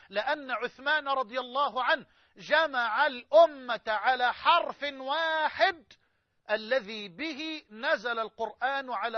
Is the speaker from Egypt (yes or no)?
yes; Egypt; يعني خدوا كده من الطوق بلغتنا كمصريين